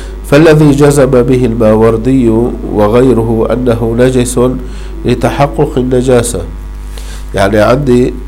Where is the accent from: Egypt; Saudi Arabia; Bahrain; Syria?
Syria; عندنا في الشام حديث الحمامات